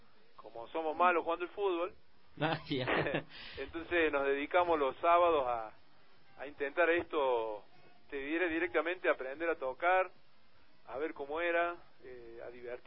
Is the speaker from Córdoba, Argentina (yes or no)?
yes; Córdoba, Argentina; Nosotros somos de Córdoba capital, provincia de Argentina, la segunda. la segunda más grande.